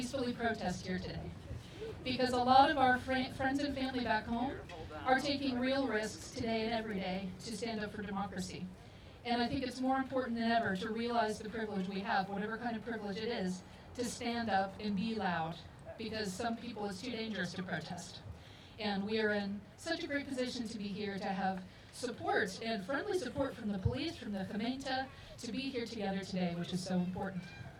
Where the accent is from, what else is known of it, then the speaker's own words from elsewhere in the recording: Middletown, Ohio, United States; moved away as an adult; now in The Hague, Netherlands; I'm originally from Cincinnati, Middletown to be exact. So that's where JD Vance grew up.